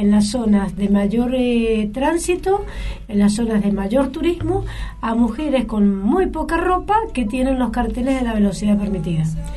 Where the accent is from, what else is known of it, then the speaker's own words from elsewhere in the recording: Mendoza, Argentina; como mendocinos y argentinos